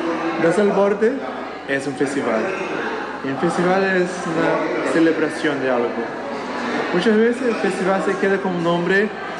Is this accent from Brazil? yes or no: yes; Rio de Janeiro, Brazil; Spanish is a second language; yo soy brasileño de Rio de Janeiro, Estoy acá en Valparaíso